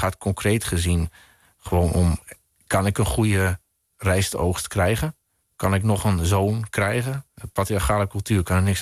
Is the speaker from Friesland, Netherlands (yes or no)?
yes; Friesland, Netherlands; Nou, op de vlakten van Friesland, hè, waar ik vandaan kom. Dus over leegte gesproken, dit is het ultieme lege landschap. Want ik kom ook nog eens behoorlijk uit het noorden van Friesland zelf.